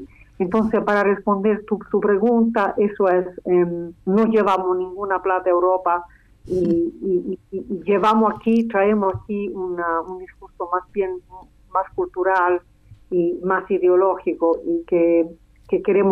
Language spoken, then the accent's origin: Spanish; Rome, Lazio, Italy; Spanish is a second language; Yo, como italiana, he vivido la música de la nueva canción chilena en Italia